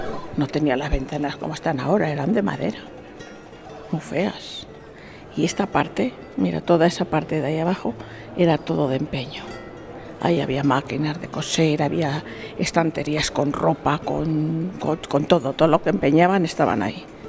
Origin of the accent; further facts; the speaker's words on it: Salamanca, Castile and León, Spain; now in Madrid, Spain; Y soy de Salamanca. Y me vine aquí a Madrid, aquí hasta casa, y aquí estoy.